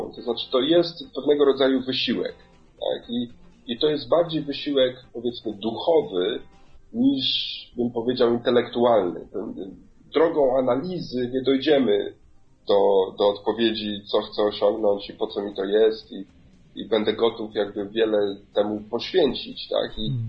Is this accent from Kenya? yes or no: yes; Kenya; pochodzę częściowo z Kenii, więc to jest, powiedzmy, można powiedzieć, moja baza